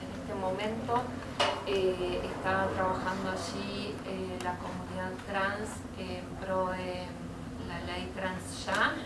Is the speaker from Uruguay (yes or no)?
yes; Montevideo, Uruguay; soy de Montevideo